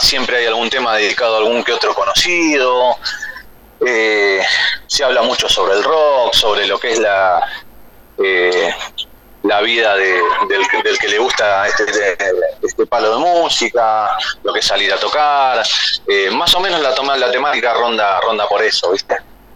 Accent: Buenos Aires, Argentina; nosotros somos de Capital Federal, pero estamos ahí pegaditos a la zona oeste de Provincia de Buenos Aires, ¿viste?

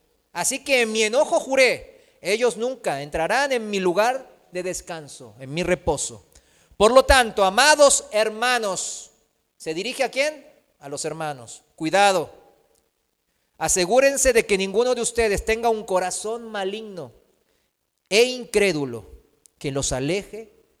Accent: South Korea; O sea, aquí yo soy, vengo de Corea

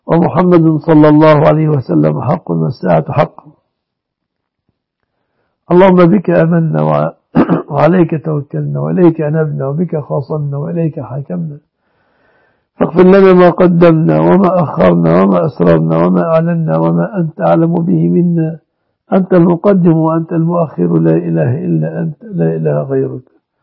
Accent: Egypt; اللهم احفظ بلادنا مصر وسائر بلاد المسلمين آمنة مطمئنة يا رب العالمين.

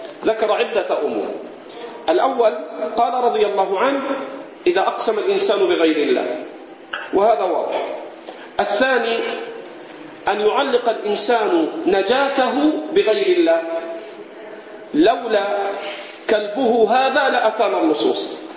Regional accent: Egypt; البط عندنا في مصر صوته من أشد أصوات الطيور

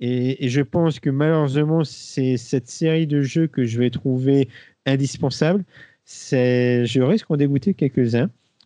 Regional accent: Occitanie, France; vu qu'on est occitan

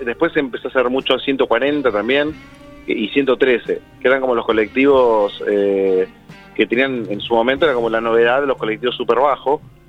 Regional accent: Coghlan, Buenos Aires, Argentina; Somos las tres personas de Coghlan.

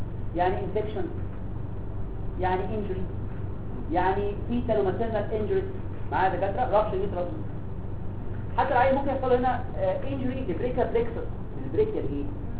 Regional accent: Egypt; احنا مصريين

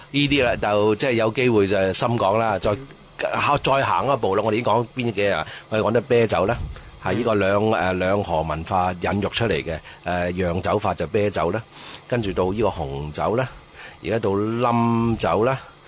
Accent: Hong Kong; 即係我哋香港人或者英屬系統嘅，我哋都話嗰啲係印度人。

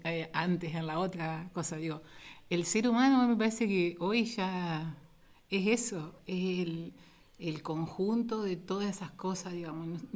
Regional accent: Paraná, Entre Ríos, Argentina; somos de Paraná

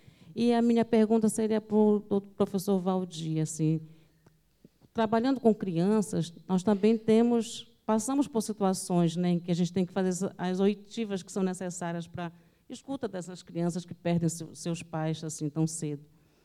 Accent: Belém, Pará, Brazil; sou pedagoga, trabalho com formação de professores, sou de Belém do Pará. Estou aqui de passagem

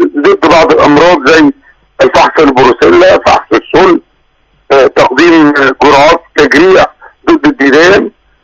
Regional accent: Egypt; تخوفا من دخول المرض عندنا في مصر

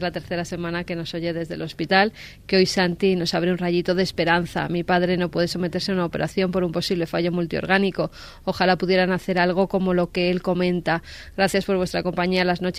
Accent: Madrid, Community of Madrid, Spain; de Orcasitas. Hoy en Olías del Rey.

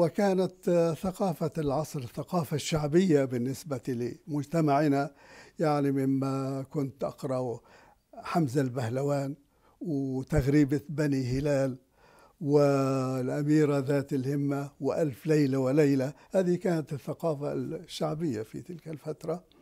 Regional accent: Palestine; طبعا كان في دكاكين، كان في الطريق الرئيسي هو الطريق المعبد الآتي من جنوب فلسطين ومتجه إلى الشمال، يمر بطرف القرية

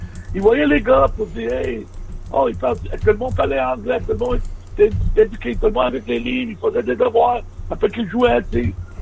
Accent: Canada; Et moi je suis Canadien

